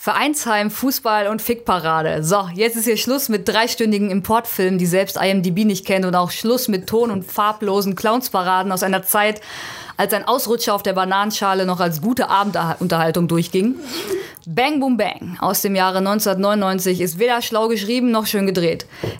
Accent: North Rhine-Westphalia, Germany; now in Cologne, Germany; Ich komme aus dem Ruhrgebiet. Ursprünglich, ich wohne in Köln. Ich bin aber im Ruhrgebiet aufgewachsen.

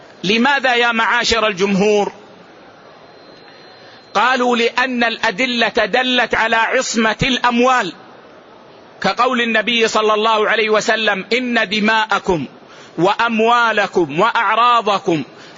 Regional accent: Saudi Arabia; يعني مثلا اليوم عندنا في السعودية

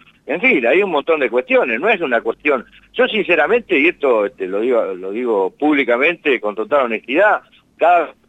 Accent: Colonia Barón, La Pampa, Argentina; En Colonia Barón, que es mi pueblo de origen

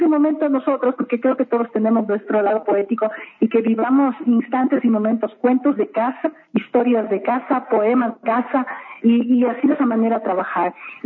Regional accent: Ecuador; Así somos los ecuatorianos, así somos en el mundo

